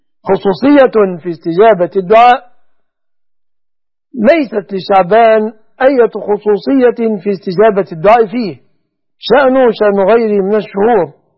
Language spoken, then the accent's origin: Arabic; Egypt; أن يجعل بلادنا مصر وسائر بلاد المسلمين آمنة مطمئنة من كل مكروه ومن كل سوء